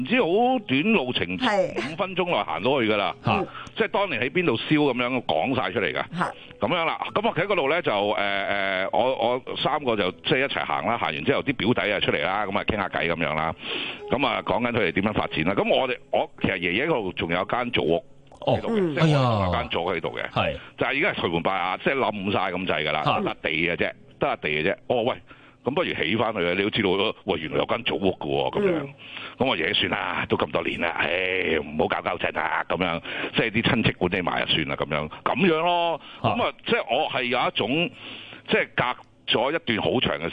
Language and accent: Cantonese; Humen, Guangdong, China; 系啊，虎门人嚟嘅。